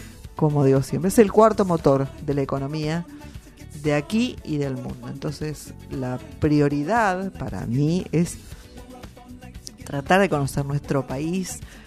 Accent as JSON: {"language": "Spanish", "town": "Avellaneda", "region": "Buenos Aires Province", "country": "Argentina", "tie": "born there", "said": "Yo no nací en Quilmes, yo nací en Avellaneda, Hospital Fino Quieto."}